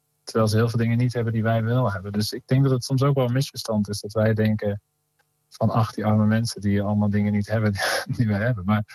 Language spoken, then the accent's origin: Dutch; Veenendaal, Utrecht, Netherlands; Ik groeide op met die muziek vooral van … Dat was een beroemdheid in Veenendaal, waar ik opgroeide.